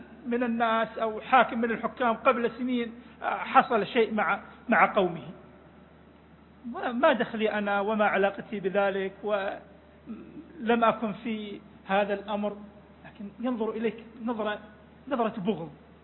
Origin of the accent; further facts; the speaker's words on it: Iraq; إلى منطقتنا، إلى بلدنا العراق